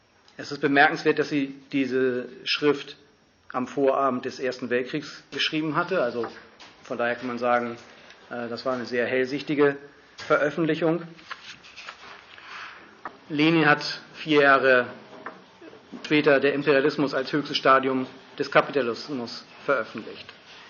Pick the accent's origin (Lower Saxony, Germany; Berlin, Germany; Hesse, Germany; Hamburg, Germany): Hamburg, Germany; Also ihr habt eben gehört, ich komme aus Hamburg.